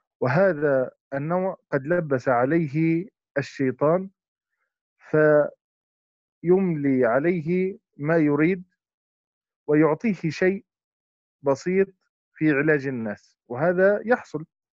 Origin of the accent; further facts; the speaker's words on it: Jordan; ومنها هي بلدي الأردن